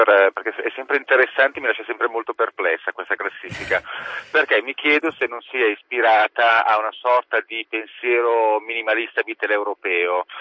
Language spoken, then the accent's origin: Italian; Lecce, Apulia, Italy; non la scambierei mai con la mia città di origine che è Lecce